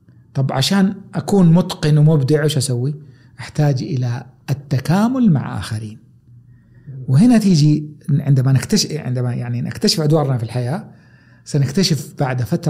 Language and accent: Arabic; Taif, Makkah Province, Saudi Arabia; كوني تربيت في الطائف مدينة جبلية، حديثي ذا إيقاع سريع، نبرتي سريعة، تنفسي سريع، صوتي حاد